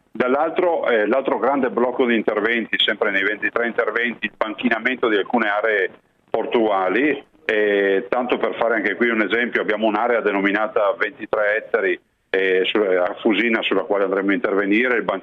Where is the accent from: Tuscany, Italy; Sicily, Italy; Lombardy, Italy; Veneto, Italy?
Veneto, Italy; Ma guardi, da Veneto me lo immagino